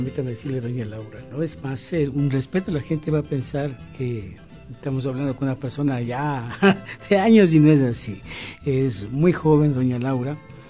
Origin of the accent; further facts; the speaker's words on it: Quito, Pichincha, Ecuador; born there; Yo nací en Quito y toda mi vida la he dedicado a la música.